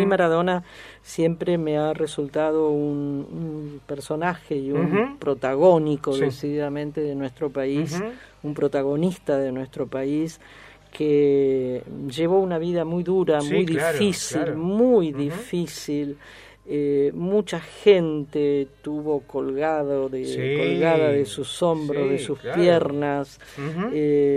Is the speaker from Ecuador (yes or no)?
no; Argentina; cuando preguntaba de dónde sos, Argentina